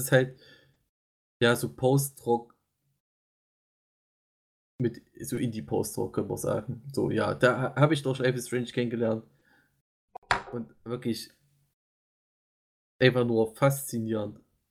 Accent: East Germany, Germany; das ist auch so ein Wort, das einfach zu schwer auszusprechen ist als Ostdeutscher

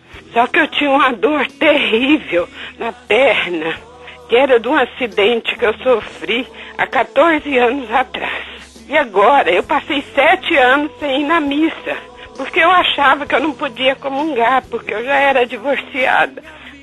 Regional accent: Divinópolis, Minas Gerais, Brazil; sou de Divinópolis, Minas Gerais.

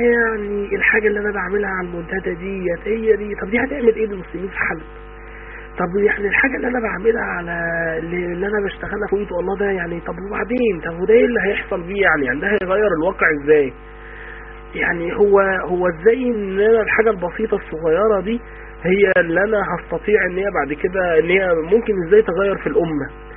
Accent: Egypt; احنا في بعد الثمانينات عندنا في مصر

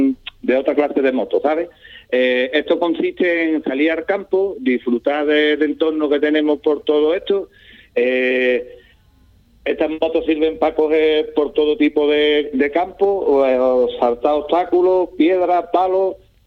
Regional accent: Ubrique, Andalusia, Spain; Sí, estos somos todos de Ubrique, compañeros todos de Ubrique.

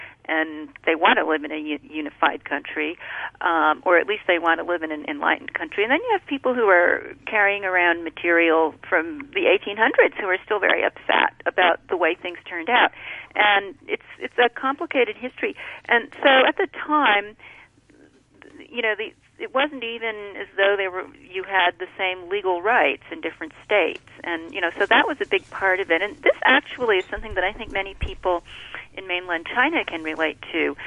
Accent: Canada; growing up in Canada, which is not that far away from the U.S.

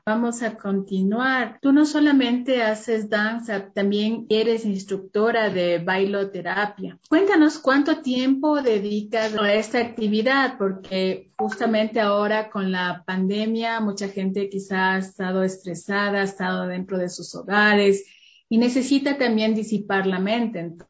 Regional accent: Ecuador; de nosotros, los ecuatorianos, sea promovida y donde vayamos no tengamos vergüenza de decir, sí, en mi país tenemos otavaleños

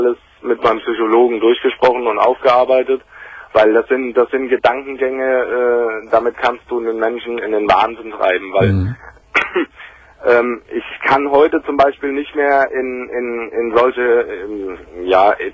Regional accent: Frankfurt am Main, Hesse, Germany; ich komme so aus dem Großraum Frankfurt am Main.

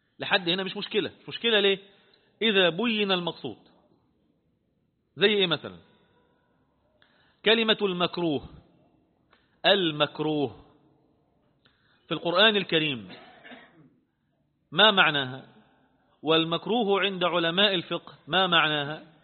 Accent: Egypt; احنا كمصريين بفضل الله عز وجل

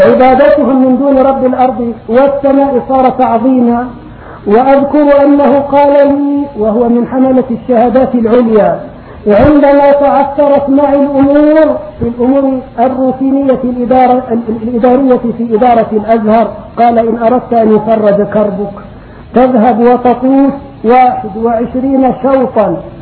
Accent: Egypt; وكم في بلادي مصر من صالحين

